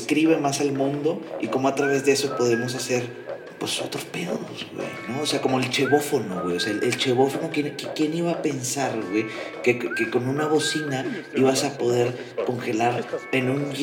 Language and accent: Spanish; Nuevo León, Mexico; Tú sabes cómo somos los regios.